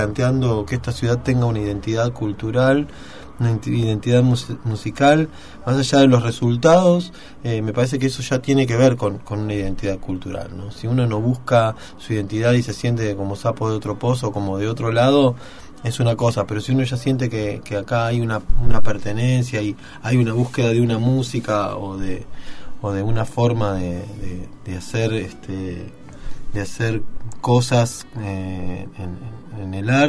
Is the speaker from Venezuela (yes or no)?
no; Mar del Plata, Buenos Aires Province, Argentina; Así como nosotros, los marplatenses, venimos de Buenos Aires, venimos de todo el Río de la Plata.